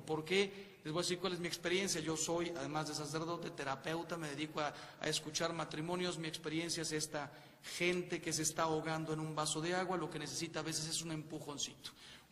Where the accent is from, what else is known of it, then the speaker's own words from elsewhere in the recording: Mexico; Los mexicanos, y yo soy mexicano